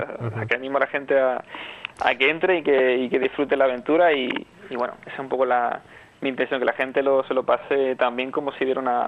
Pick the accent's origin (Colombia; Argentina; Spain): Spain; La Orotava, Canary Islands; casi que el 80% está hecho en la Orotava, o sea, todo lo que es el comienzo, la iglesia es la iglesia de la Concepción, que es la iglesia de mi pueblo